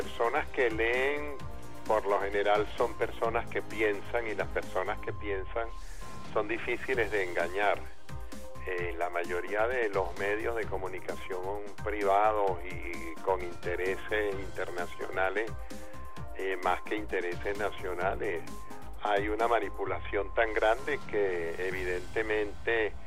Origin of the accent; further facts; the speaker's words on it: Caracas, Capital District, Venezuela; now in Valencia, Venezuela; Caracas es mi ciudad natal. Aunque yo viva en Valencia, mis vínculos con Caracas son absolutamente totales, integrales.